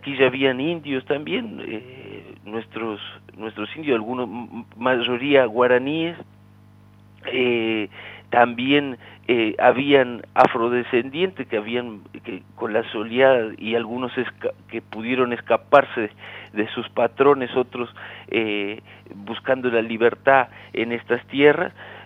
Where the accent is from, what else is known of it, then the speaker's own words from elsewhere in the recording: Rivera, Uruguay; accent: Rivera; No es solo que tenemos acento. Aparte del acento, tenemos el dialecto, portuñol y muchas cosas más. Y la cultura riverense es muy especial, es muy particular.